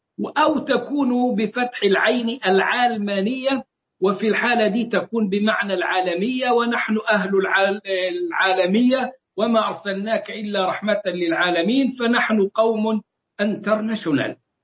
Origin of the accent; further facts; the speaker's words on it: Egypt; الذي حدث عندنا في مصر